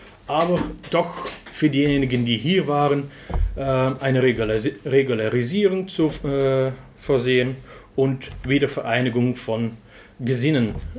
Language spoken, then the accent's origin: German; Flanders, Belgium; German is a second language; bei uns in Flandern und ich denke in ganz Westeuropa seinen Ursprung in die Immigration